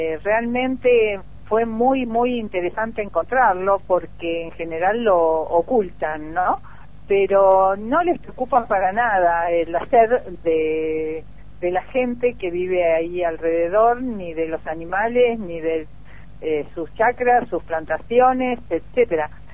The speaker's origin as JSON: {"language": "Spanish", "country": "Argentina", "said": "es alevoso lo permisivos que somos los argentinos, ¿no?"}